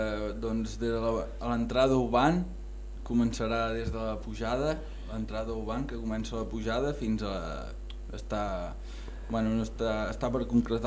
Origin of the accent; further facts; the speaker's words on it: Gironella, Catalonia, Spain; jo que també sóc de Gironella